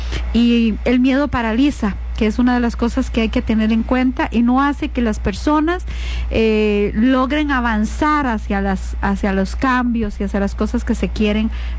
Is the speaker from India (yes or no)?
no; Costa Rica; es una obligación como costarricenses de hacerlo y de informarnos